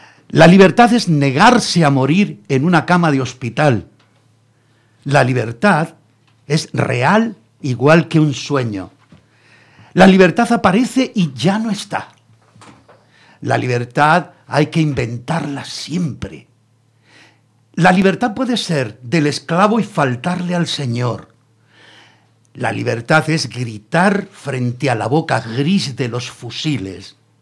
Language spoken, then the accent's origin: Spanish; Granada, Andalusia, Spain; moved away; yo soy de Granada, aunque llevo aquí ya 50 años, pero yo nací en Granada.